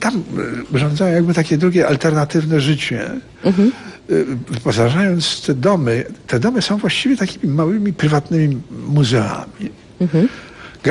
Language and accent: Polish; eastern Poland, Poland; ja raczej jestem z tej drugiej zupełnie strony Polski tutaj. Ja mam za sobą doświadczenie wileńskości rodzinnej. I słyszałem w dzieciństwie polszczyznę mojego ojca, która była polszczyzną Wilna przedwojennego.